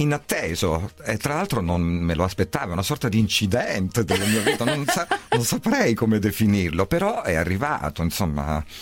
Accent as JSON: {"language": "Italian", "town": "Crotone", "region": "Calabria", "country": "Italy", "said": "io sono partito da Crotone, poi ho fatto una lunghissima gavetta, ho suonato ovunque"}